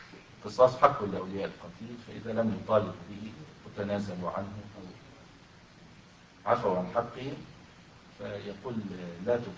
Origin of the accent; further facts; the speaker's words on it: Egypt; يحصل هذا أحيانا في الصعيد عندنا في مصر مثلا